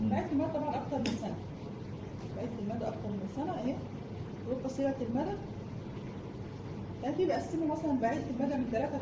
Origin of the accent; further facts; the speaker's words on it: Egypt; فاحنا مثلا عندنا في مصر معظم الادويه